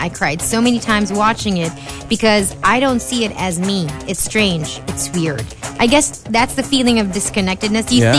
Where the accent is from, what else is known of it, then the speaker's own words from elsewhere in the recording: Philippines; I'm Filipina through and through.